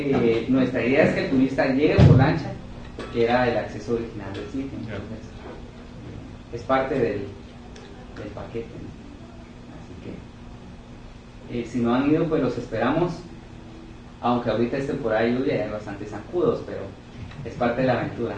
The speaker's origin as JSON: {"language": "Spanish", "country": "Guatemala", "said": "Lo cual a mí, como guatemalteco, pues siempre me mantiene intranquilo el tener que depender tanto del extranjero"}